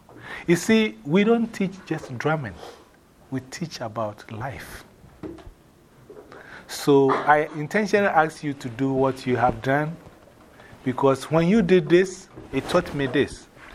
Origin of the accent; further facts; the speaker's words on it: Ghana; English is a second language; You know, I remember I told you I'm from Ghana, right? Who remembers the former name of my country?